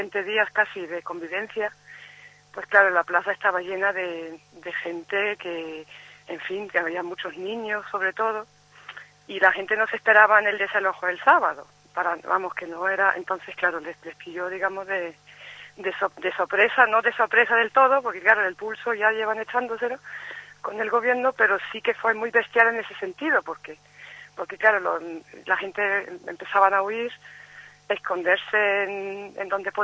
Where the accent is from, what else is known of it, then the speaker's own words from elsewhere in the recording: Turkey; Spanish is a second language; yo he estado viviendo 5 años ahí y soy turco.